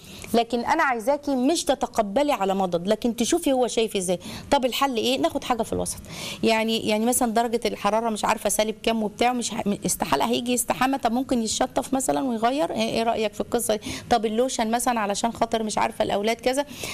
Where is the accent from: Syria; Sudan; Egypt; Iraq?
Egypt; عندنا احنا كعرب او كمصريين